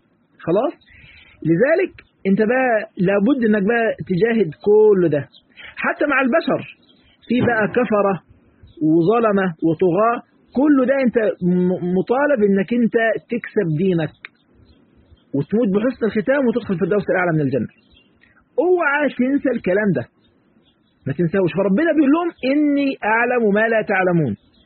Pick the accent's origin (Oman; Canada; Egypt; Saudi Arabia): Egypt; في مثل كده عندنا في مصر يقول لك مش عارف ايه